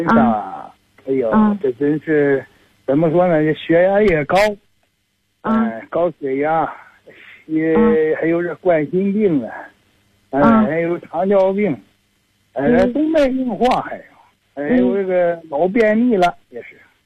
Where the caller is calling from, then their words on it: Zhuozhou, Hebei, China; 我是北京涿州的。